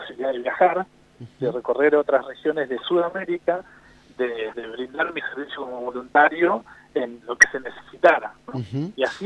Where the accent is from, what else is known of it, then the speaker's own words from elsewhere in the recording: Bariloche, Río Negro, Argentina; nací en la zona cordillerana, pero incluso ahí mismo, nací en Bariloche, pero desde muy pequeñito con mi familia nos movíamos por cuestiones laborales de mis viejos y de mis abuelitos también, entre Bariloche, Villa Langostura, hay un paraje que es Guiriguao, San Luis de los Leones, que es una zona ya precordillerana